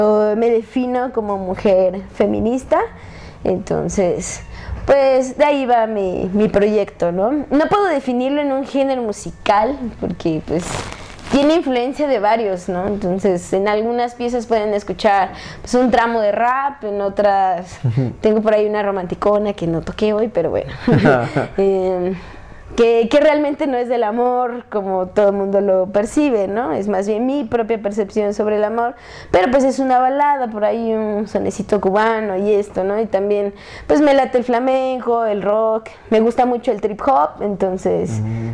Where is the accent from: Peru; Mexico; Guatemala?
Mexico; Atlixco, Puebla; soy del municipio de Atlixco, del estado de Puebla